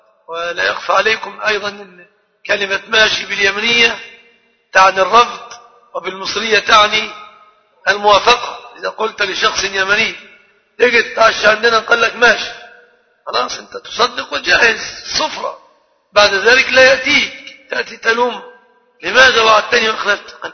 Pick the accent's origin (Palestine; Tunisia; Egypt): Egypt; عندنا في مصر اصطلاح خاطئ بعض الشيء